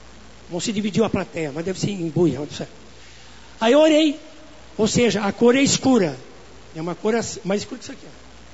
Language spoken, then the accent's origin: Portuguese; Quaraí, Rio Grande do Sul, Brazil; moved away as an adult; now in Porto Alegre, Brazil; quando eu vim de Quaraí, não me pergunte onde é o Quaraí, né? É fim de mundo, começo do mundo, não sei. Bom, quando cheguei em Porto Alegre, em 82